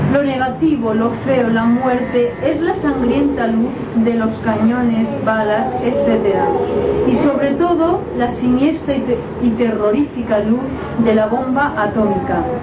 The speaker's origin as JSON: {"language": "Spanish", "country": "Spain", "said": "Tuve que sufrir los horrores, como muchos españoles, de una guerra civil en España."}